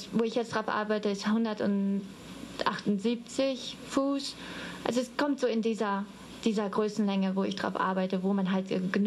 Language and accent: German; Dortmund, North Rhine-Westphalia, Germany; Also aufgewachsen bin ich in Dortmund, in Nordrhein-Westfalen